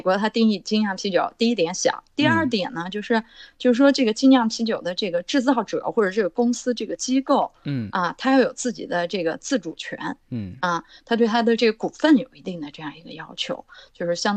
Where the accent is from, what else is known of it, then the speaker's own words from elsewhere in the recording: Xinjiang, China; 那我的故乡就是大乌苏，是吧？